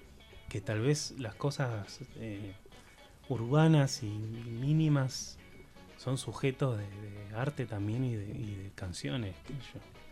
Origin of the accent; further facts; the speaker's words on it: Bariloche, Río Negro, Argentina; yo soy de Bariloche y mi vieja vive en el Bolsón y siempre voy los veranos allá.